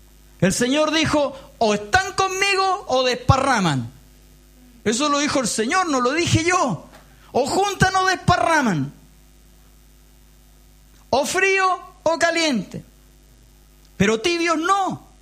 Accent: Chile; Nosotros tenemos una característica como sociedad, como pueblo chileno, que somos muy malos para la autocrítica.

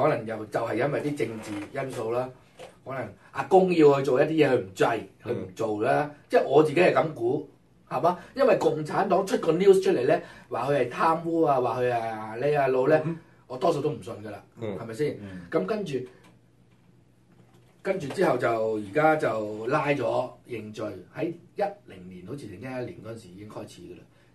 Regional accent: Haifeng, Guangdong, China; 我鄉下隔離啦，係咪先啊？係嘛？烏坎村係喺陸豐，我話海豐。

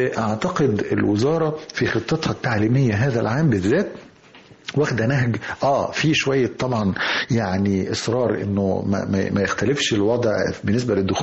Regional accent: Egypt; كلنا حافظينها كمصريين

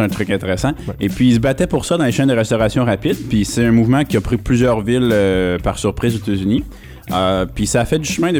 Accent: Canada; Au Canada. Chez nous au Canada.

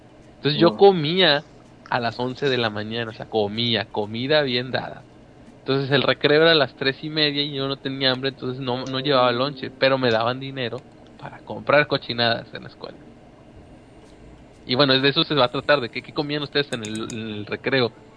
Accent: Monterrey, Nuevo León, Mexico; Sí, pues soy de Monterrey.

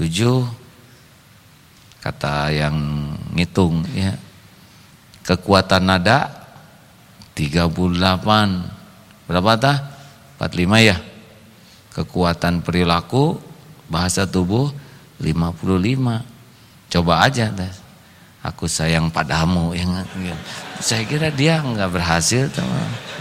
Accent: West Java, Indonesia; saya orang Sunda tapi dulu kurang bagus nilainya

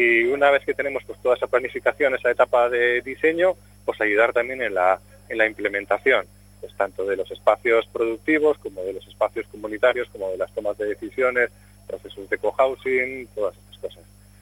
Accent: Vitoria-Gasteiz, Basque Country, Spain; nosotros venimos de Vitoria-Gasteiz

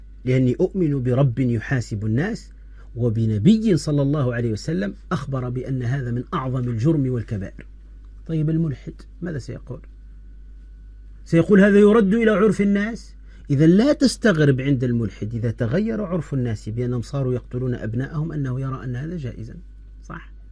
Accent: Tunisia; أحد الدعاة المعروفين عندنا في تونس

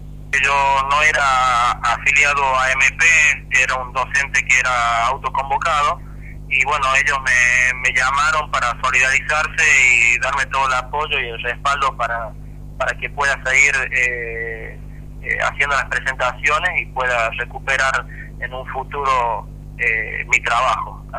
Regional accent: Chilecito, La Rioja, Argentina; yo soy de Chilecito

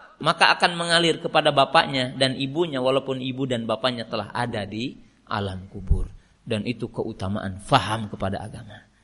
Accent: West Java, Indonesia; Saya kan orang Sunda, USA. Orang Sunda asli.

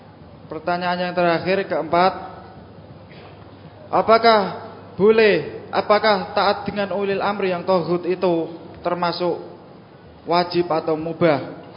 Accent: Pati, Central Java, Indonesia; Di daerah saya, Pati, Jawa Tengah

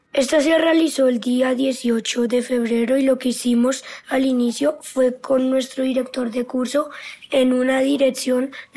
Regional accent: Colombia; tres fechas importantes para nosotros como colombianos

